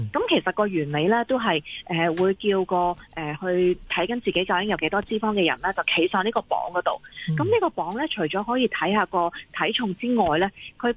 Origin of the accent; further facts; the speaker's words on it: Hong Kong; 我哋香港人咧好多時咧都依賴咗咧，